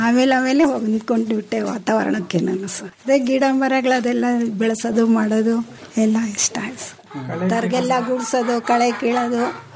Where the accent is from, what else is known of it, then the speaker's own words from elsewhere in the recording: Bengaluru, Karnataka, India; ಬೆಂಗಳೂರಿನಲ್ಲೇ ಹುಟ್ಟಿ ಬೆಳೆದಿದ್ದು ಸರ್ ನಾವು.